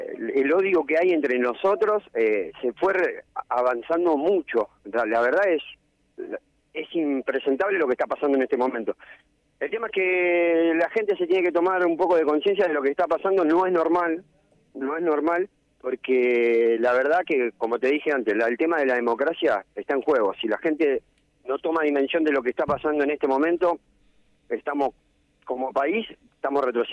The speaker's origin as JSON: {"language": "Spanish", "town": "La Matanza", "region": "Buenos Aires Province", "country": "Argentina", "said": "Nosotros somos de La Matanza."}